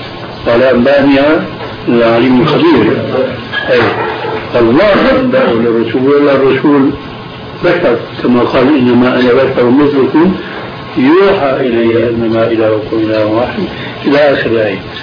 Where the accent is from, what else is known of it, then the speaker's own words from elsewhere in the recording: Aleppo, Aleppo Governorate, Syria; يعني عندنا في حلب